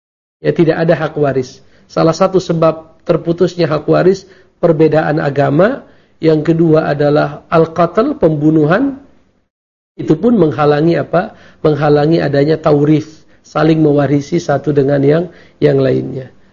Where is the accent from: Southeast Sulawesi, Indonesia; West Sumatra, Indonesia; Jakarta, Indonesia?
Jakarta, Indonesia; kami orang Jakarta sepakat mengatakan bahwa ke Bandung itu safar misalnya